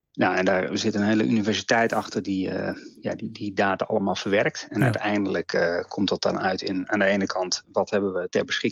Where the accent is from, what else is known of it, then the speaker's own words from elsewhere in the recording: Netherlands; Als iedereen op de wereld zou zo leven als wij als Nederlanders